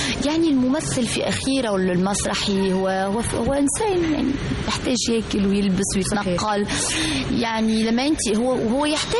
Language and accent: Arabic; Tunisia; لأنه أنا مثلا كتونسية أنا مثلا زرت الأردن مثلا أو مصر